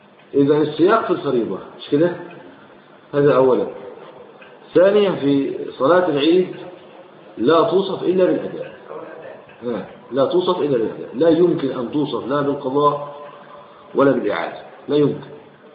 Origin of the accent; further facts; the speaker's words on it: Egypt; يعني هل يقال عندنا في مصر 100 مليون بني ادم؟